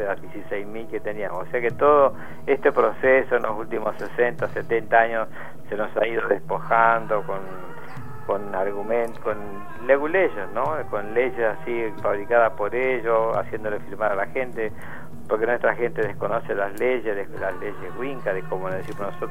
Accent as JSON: {"language": "Spanish", "town": "Los Toldos", "region": "Buenos Aires Province", "country": "Argentina", "said": "Soy de Los Toldos, en la provincia de Buenos Aires, la llamada tribu de Coliqueo."}